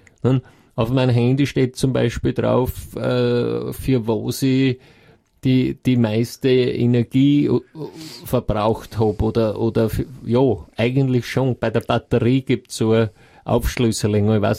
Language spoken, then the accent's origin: German; Graz, Styria, Austria; Ich meine, ich komme ja aus der Gegend, von dort, für mich war es kein Problem